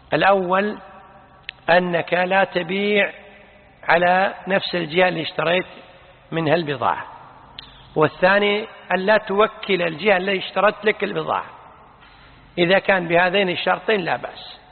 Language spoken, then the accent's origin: Arabic; Kuwait; عندنا بالكويت